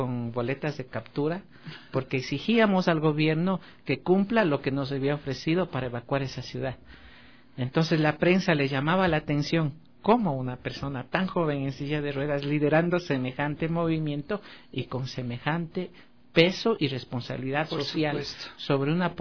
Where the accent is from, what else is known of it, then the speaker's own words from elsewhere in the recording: Baños de Agua Santa, Tungurahua, Ecuador; Como yo vivía en Baños de Agua Santa, mi ciudad natal, entonces allí hacer deportes de aventura era una odisea.